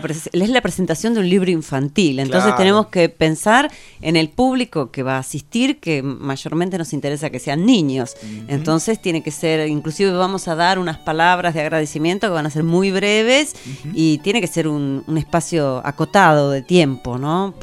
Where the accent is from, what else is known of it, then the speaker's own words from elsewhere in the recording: Buenos Aires, Argentina; now in La Plata, Argentina; Claro, vivía en Buenos Aires porque soy porteña. Después me vine a vivir acá a La Plata